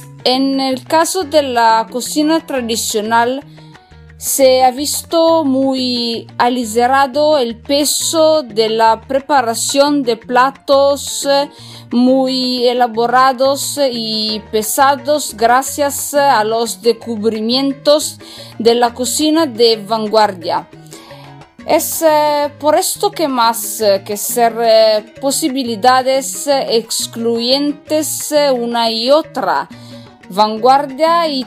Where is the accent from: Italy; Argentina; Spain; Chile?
Italy; northern Italy; Spanish is a second language; yo soy italiana del norte de Italia, estudio español da sola y perdonadme si voy a hacer un poco de mala pronunciación